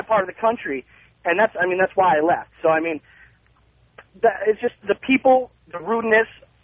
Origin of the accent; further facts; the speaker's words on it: Connecticut, United States; now in Los Angeles, United States; I'm from Connecticut, and I've lived in the Valley about 9 months. And I'll tell you what, I left there because I can't stand it there.